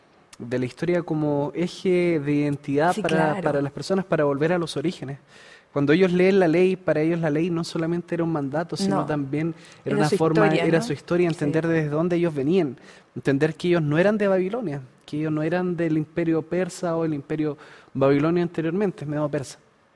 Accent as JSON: {"language": "Spanish", "country": "Chile", "said": "si ustedes me preguntan a mí, yo me siento muy chileno en general"}